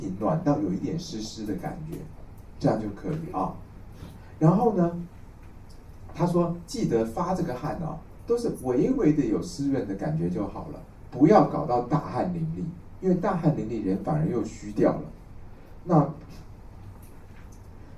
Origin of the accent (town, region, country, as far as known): Taiwan